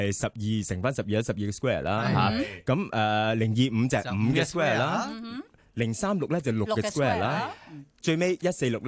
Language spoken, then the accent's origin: Cantonese; Canada; 大家都知道我细个喺加拿大啦